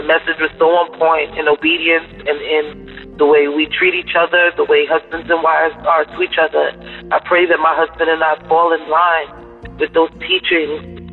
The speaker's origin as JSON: {"language": "English", "region": "New York", "country": "United States", "said": "I am from New York."}